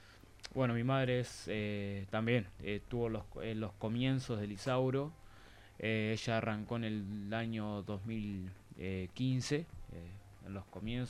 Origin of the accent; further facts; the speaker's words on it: Uruguay; Yo soy uruguayo, ya muchos ya lo saben.